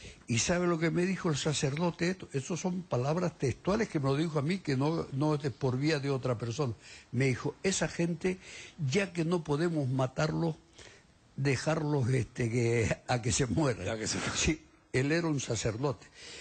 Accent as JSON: {"language": "Spanish", "town": "La Palma", "region": "Canary Islands", "country": "Spain", "said": "siempre hemos visto en los pueblos de los que soy yo, de La Palma, ya"}